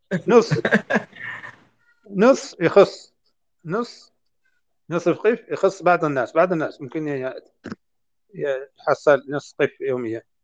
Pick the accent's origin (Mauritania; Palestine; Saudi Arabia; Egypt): Mauritania; هذا النوع يقولون له عندنا في موريتانيا